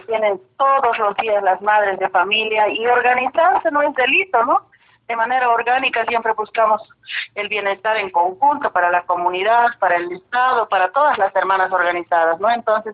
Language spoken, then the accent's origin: Spanish; Bolivia; nosotros, como bolivianas, como mujeres interculturales, como organizaciones sociales, buscamos de que en Bolivia se pueda respetar la lucha de las mujeres